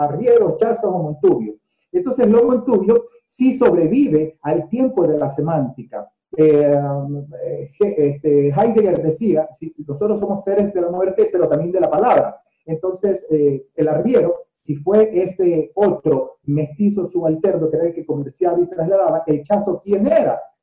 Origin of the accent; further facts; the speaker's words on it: Guayaquil, Guayas, Ecuador; no soy de Manabí, soy guayaquileño, con una ascendencia por el lado paterno orense, de Ayapamba, y también de gente de Santa Rosa y Zaruma